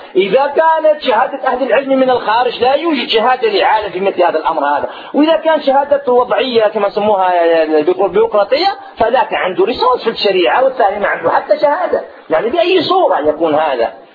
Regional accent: Algeria; عندنا في الجزائر

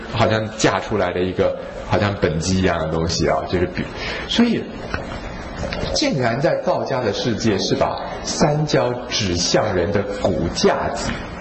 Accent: Taiwan; 我们台湾人的肉都松松的，对不对？

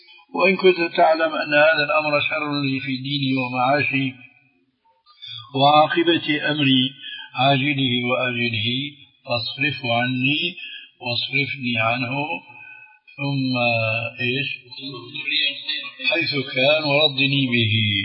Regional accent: Damascus, Damascus Governorate, Syria; هذه كانت تستعمل عندنا في دمشق مش مشان التضليل هذا، وإنما مشان الاستخارة.

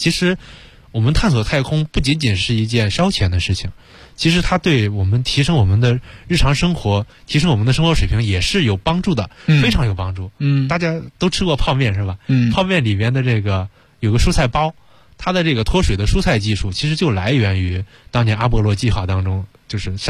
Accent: China; 我作为中国人，

